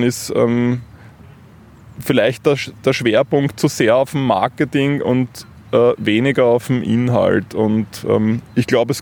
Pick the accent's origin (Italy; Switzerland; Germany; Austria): Austria; Vienna; Aber ich bin in Wien aufgewachsen und habe eigentlich da nicht so viel Bezug. Ich kann auch die Sprache leider nicht.